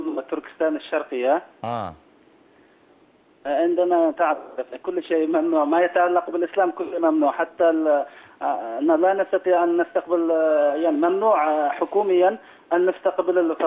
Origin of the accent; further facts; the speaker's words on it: China; Arabic is a second language; نحن يعني في الصين عدة قوميات ونحن يعني إحدى القوميات من الصين